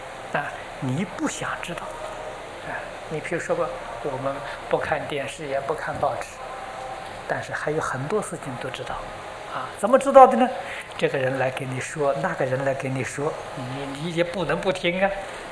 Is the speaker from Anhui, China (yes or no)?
yes; Anhui, China; 我是安徽人，我们家乡步行到九华山要走一个星期，啊，我们住在江北，过长江要走一个星期